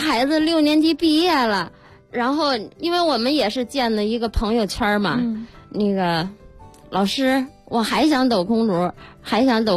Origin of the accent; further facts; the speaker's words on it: Sanhe, Hebei, China; 我们是来自三河的在我们三河开展这项活动还比较起步还比较晚而玩的比较少我作为一名教师